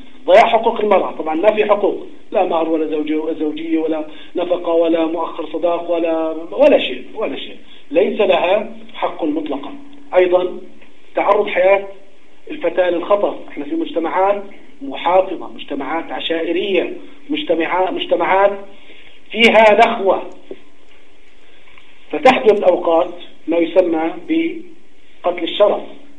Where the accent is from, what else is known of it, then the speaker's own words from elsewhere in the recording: Jordan; طالب في جامعة خاصة عندنا في الأردن